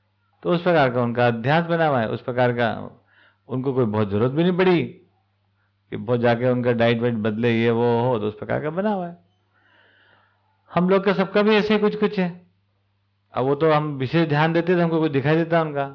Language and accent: Hindi; Indore, Madhya Pradesh, India; हमारे इंदौर में सबसे ज़्यादा एलर्जी अगर इंदौर वालों किसी से होगी